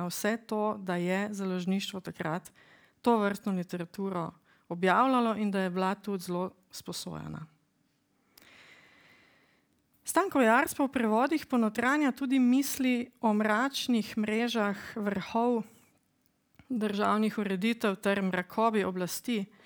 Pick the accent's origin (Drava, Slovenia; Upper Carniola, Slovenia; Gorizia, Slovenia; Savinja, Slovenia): Drava, Slovenia; Maribor; ker sem kot otrok prečepela dneve v pionirske knjižnici v Mariboru